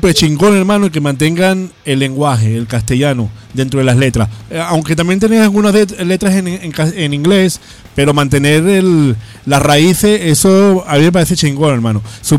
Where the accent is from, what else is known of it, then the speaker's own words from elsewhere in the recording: Venezuela; now in Spain; yo soy inmigrante, vengo de Venezuela, soy inmigrante